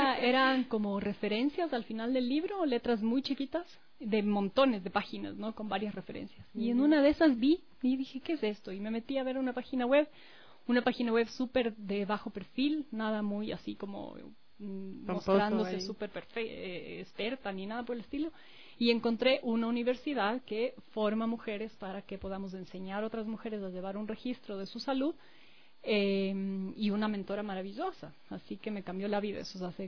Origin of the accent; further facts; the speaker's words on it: Quito, Pichincha, Ecuador; Mis papás son argentinos, pero vinieron a vivir aquí hace mucho tiempo. Mi mamá vivió más de la mitad de la vida en esta ciudad, así que yo me considero súper quiteña. Nacida también aquí yo y mi hermana. Tengo 38 años.